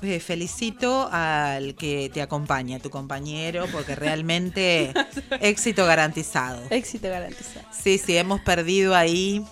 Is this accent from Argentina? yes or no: yes; Berisso, Buenos Aires Province, Argentina; invitarlo a la isla Paulino, yo que soy de Berisso